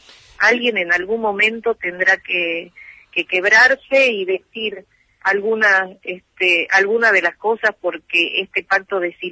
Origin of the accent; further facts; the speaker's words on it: Tucumán, Argentina; como tucumana, como madre, me siento muy dolida, y en cuanto vuelva a llegar a mi provincia